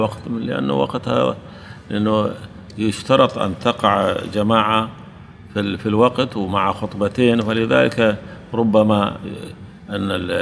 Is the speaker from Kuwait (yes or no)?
yes; Kuwait; لكن هنا عندنا بالكويت العصر أشد من الظهر